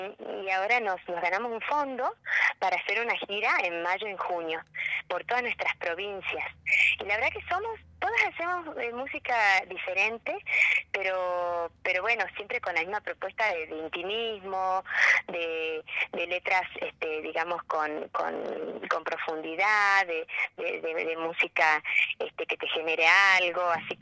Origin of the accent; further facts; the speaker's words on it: Argentina; El folclore es parte nuestro y, bueno, como argentinos también